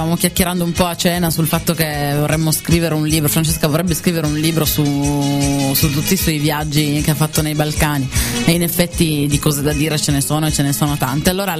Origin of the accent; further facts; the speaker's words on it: Turin, Piedmont, Italy; Sono di Torino. Che ci vogliamo fare?